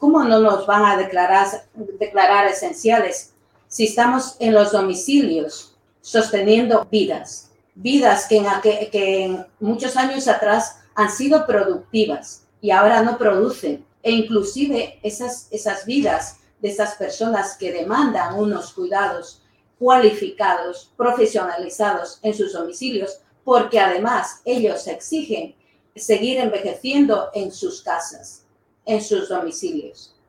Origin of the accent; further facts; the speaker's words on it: Ecuador; now in Spain; Soy ecuatoriana, llevo aquí en Euskal Herria 21 años